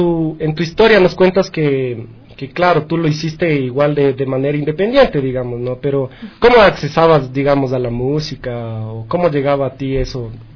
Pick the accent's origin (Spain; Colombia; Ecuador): Ecuador; toda esa historia que también es parte de nuestra historia, como pueblo, digamos, ecuatoriano